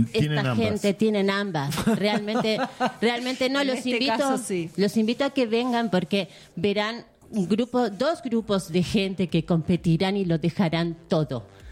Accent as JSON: {"language": "Spanish", "country": "United States", "lives_now": "Argentina", "said": "Vengo de los Estados Unidos de Norteamérica. Yo vivo aquí ya hace un tiempo."}